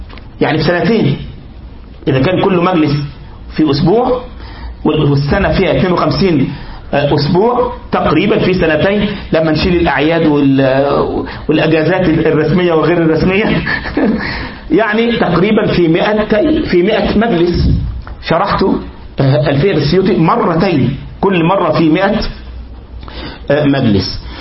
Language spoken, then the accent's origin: Arabic; Egypt; حتى يعني نكتبه على الكمبيوتر عندنا في مصر ونراجعه